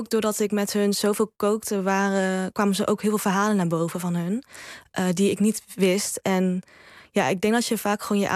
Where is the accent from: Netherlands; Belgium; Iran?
Netherlands; Oss, North Brabant; Ik ben hier opgegroeid in Nederland of geboren in Nederland.